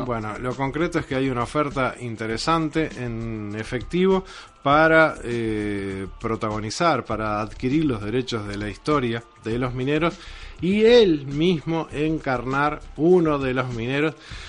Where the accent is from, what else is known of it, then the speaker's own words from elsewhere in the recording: Uruguay; Por algo somos la Suiza de América, ¿no?